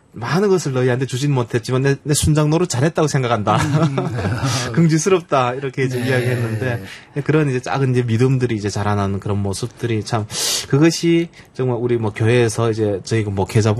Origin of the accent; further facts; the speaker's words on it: North Korea; 저를 포함해 그 우리 그 북한에서 온 영혼 그 친구들이